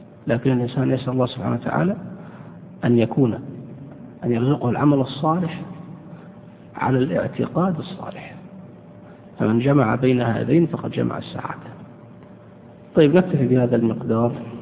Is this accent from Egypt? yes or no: no; Saudi Arabia; بل إني سمعت مرة أحد الشباب يلقي قصيدة شعر بين يدي أحد الدعاة عندنا في السعودية